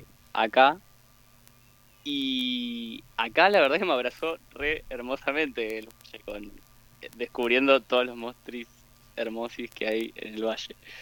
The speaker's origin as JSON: {"language": "Spanish", "town": "Berazategui", "region": "Buenos Aires Province", "country": "Argentina", "also_born_or_lived": "La Plata", "said": "Vengo de La Plata, ¿no? Soy de Berazategui, pero del conurbano bonaerense, pero viví mucho tiempo en La Plata"}